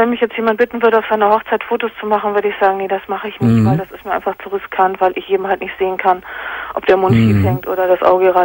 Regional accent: Hamburg, Germany; Ich wohne jetzt hier seit 20 Jahren in der Gegend. Ich komme eigentlich aus Hamburg.

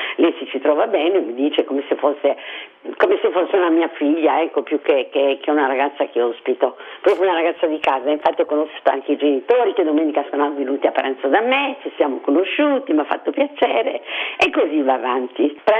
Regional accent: Sardinia, Italy; io ho fatto la quinta elementare, sono un po' ignorantina, poi vengo dalla Sardegna di 55 anni fa, quindi non è che sono molto istruita.

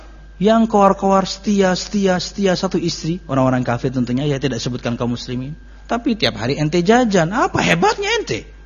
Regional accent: Pekalongan, Central Java, Indonesia; born there; Saya dan kakak saya itu, saya nomor 6 dia nomor 5, kami berdua lahir di Pekalongan sebenarnya.

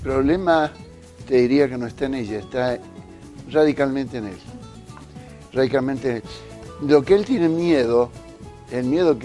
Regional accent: Argentina; a mí me gusta mucho el fútbol, soy argentino, ¿no?

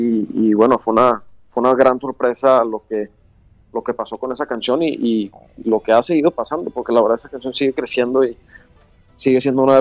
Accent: Monterrey, Nuevo León, Mexico; con el toque de donde soy yo, que es Monterrey.

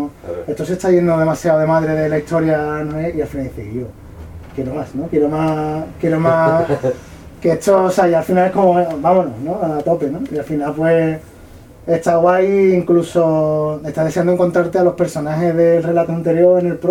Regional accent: Jerez de la Frontera, Andalusia, Spain; yo soy de Jerez

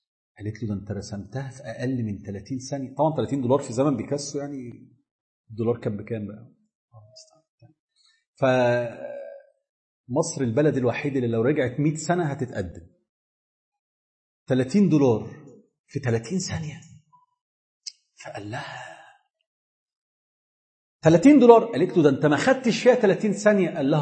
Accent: Egypt; سهر الليالي دي بقت افلام عندنا في مصر

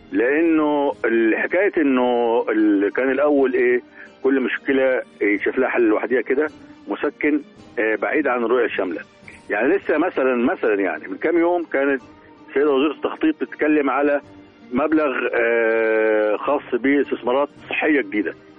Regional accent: Upper Egypt, Egypt; عندنا في الصعيد محافظات واخده نصيب الاسد

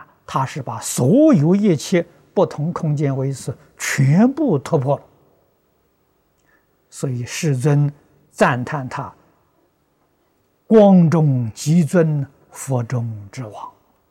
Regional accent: China; 我们中国人口在全世界比例不止十分之一了，大概是五分之一了。

